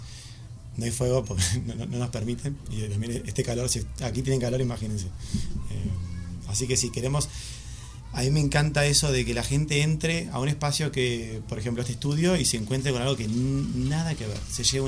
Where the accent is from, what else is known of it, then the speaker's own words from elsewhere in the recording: Argentina; now in Madrid, Spain; Soy argentino, por si alguno...